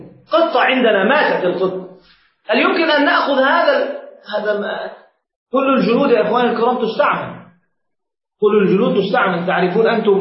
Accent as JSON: {"language": "Arabic", "country": "Egypt", "said": "عندنا في مصر ما يأكلونه."}